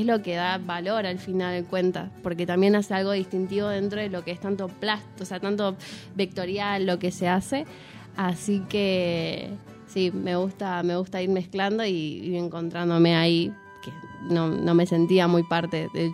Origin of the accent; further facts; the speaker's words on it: Buenos Aires, Argentina; yo vengo primero de allá de Buenos Aires. Vivo en Flores y yo fui a una escuela secundaria que allá se llama, bueno, es el FADER